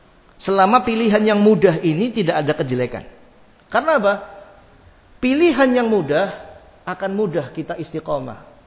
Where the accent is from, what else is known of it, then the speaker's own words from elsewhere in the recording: Java, Indonesia; Antum ridho, antum orang Jawa, saya orang Jawa.